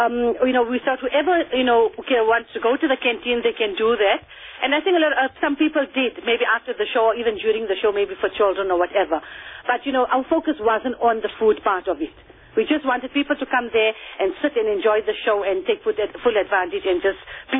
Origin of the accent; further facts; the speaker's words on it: Kenya; So also that inspires us as a Kenyan